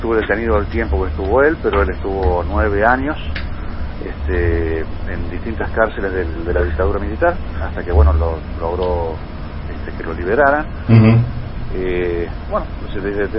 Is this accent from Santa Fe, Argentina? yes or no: no; Córdoba, Argentina; now in Buenos Aires, Argentina; soy cordobés, viviendo aquí en Buenos Aires, pero cordobés.